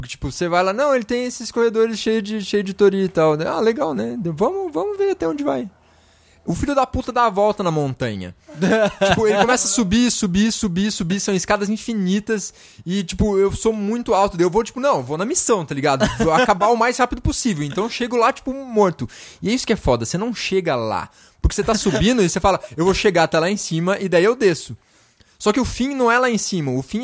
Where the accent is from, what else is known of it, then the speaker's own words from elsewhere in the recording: Brazil; Ah, a gente é do Brasil.